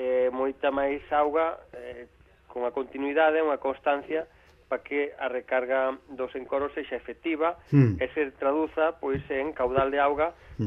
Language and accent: Galician; Galicia, Spain; Como autocrítica, como galego que son